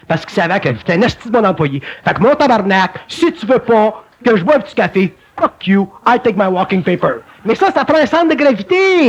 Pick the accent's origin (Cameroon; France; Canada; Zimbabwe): Canada; Montreal, Quebec; parce que je suis bonhomme de Montréal